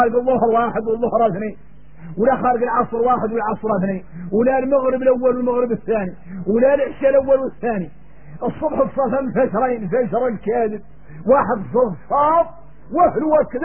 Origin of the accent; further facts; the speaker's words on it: Mauritania; احنا موريتاني ان الشمس طاح في البحر